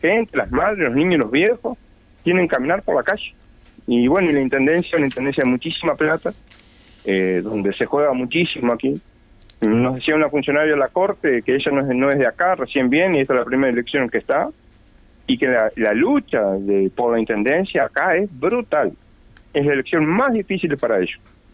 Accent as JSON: {"language": "Spanish", "town": "Paso de los Toros", "region": "Tacuarembó", "country": "Uruguay", "tie": "born or raised there", "moved": "yes", "said": "Paso de los Toros."}